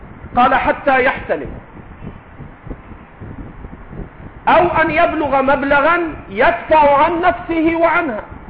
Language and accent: Arabic; Egypt; accent: Egyptian; وإن كنا نحن في لهجتنا المصرية نطلق العجوز على كل كبير